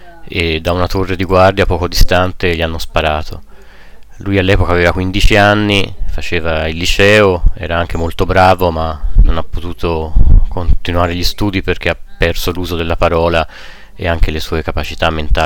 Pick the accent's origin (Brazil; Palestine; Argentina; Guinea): Palestine; Tulkarem, West Bank; Io sono di Tulkarem, che normalmente è a una distanza di non più di 25 minuti in macchina